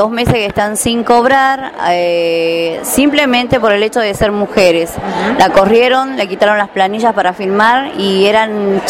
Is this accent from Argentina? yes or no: yes; San Salvador de Jujuy, Jujuy, Argentina; vengo de San Salvador de Jujuy, capital.